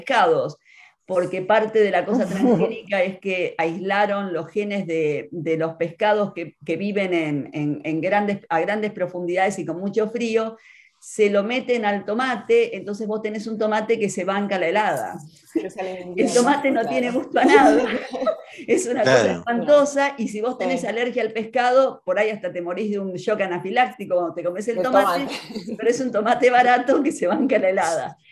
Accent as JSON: {"language": "Spanish", "country": "Argentina", "also_born_or_lived": "Vermont, United States", "moved": "yes", "said": "Sí, sí, en Vermont, donde viví muchos años, cuando me fui de Argentina, inicialmente me voy con el teatro, que es de Vermont"}